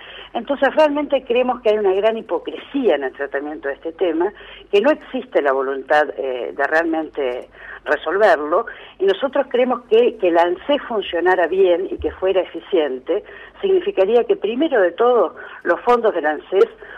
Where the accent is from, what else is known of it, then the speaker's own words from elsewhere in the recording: Argentina; de festejar juntos como pueblo, como argentinos